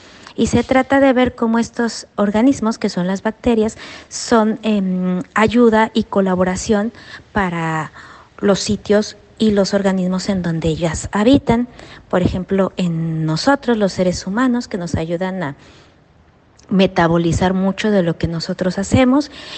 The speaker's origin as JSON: {"language": "Spanish", "region": "Mexico City", "country": "Mexico", "said": "tengo 44 años. Soy de la Ciudad de México"}